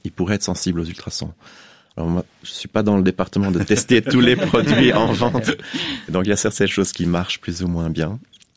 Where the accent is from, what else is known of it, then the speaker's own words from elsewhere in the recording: Belgium; Je suis belge